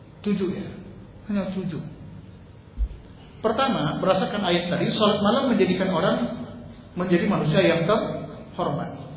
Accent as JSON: {"language": "Indonesian", "region": "Sumatra", "country": "Indonesia", "said": "kami orang Sumatera kan enggak punya kiai, Pak."}